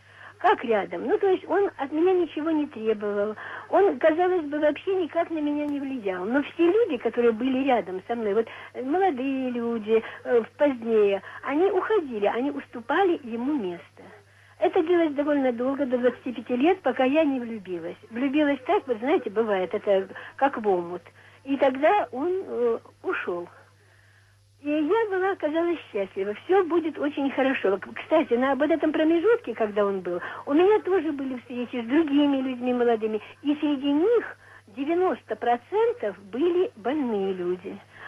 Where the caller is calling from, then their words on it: Novocherkassk, Rostov Oblast, Russia; Я звоню вам из Новочеркасска.